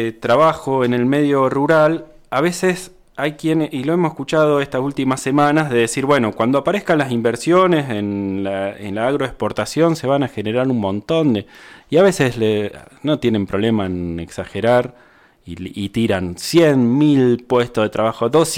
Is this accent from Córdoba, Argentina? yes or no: no; La Pampa, Argentina; Yo soy de La Pampa, eso no lo dije, que estudié en la Universidad de La Pampa